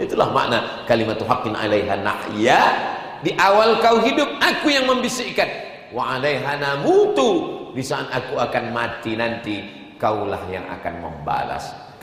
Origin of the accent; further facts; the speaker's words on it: North Sumatra, Indonesia; Di airport pakai baleho, jangan rusak Sumatera Utara. Padahal kampung saya.